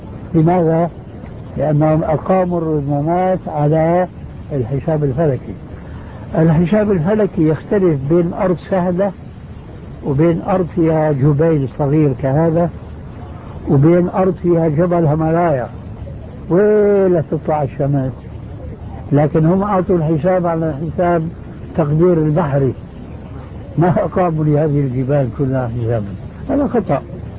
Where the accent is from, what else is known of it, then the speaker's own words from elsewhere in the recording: Jordan; فليس للأفراد هنا دخل، خاصة عندنا في الأردن